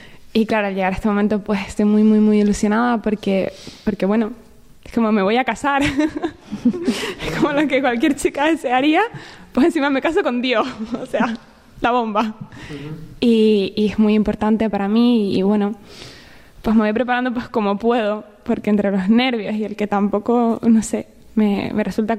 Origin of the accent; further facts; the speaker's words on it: Tenerife, Canary Islands, Spain; Soy de Tenerife.